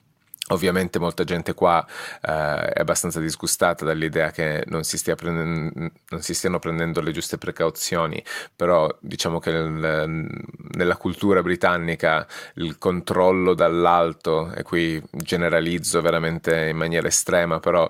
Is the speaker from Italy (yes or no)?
yes; Turin, Piedmont, Italy; now in Edinburgh, United Kingdom; nato e cresciuto a Torino, residente a Edimburgo.